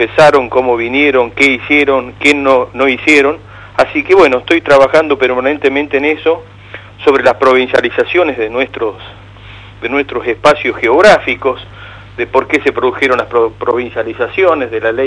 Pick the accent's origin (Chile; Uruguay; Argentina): Argentina; La Rioja; moved away; yo soy un riojano que vivo hace más de 35 años